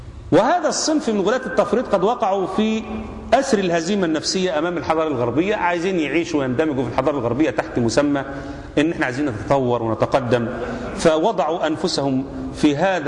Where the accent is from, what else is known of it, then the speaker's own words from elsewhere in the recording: Egypt; also born or lived in Saudi Arabia; احنا عندنا في مصر، انا نفسي قعدت في السعوديه اكتر من حوالي 7 سنوات